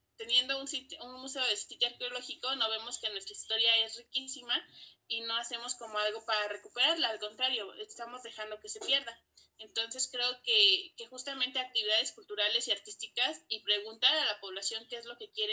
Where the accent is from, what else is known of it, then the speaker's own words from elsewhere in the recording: Los Reyes, Coyoacán, Mexico City, Mexico; soy del pueblo de Los Reyes, Coyoacán.